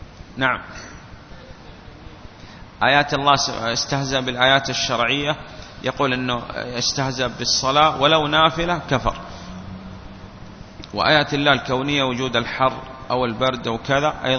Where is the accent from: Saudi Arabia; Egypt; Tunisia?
Saudi Arabia; والآن نحن عندنا في السعودية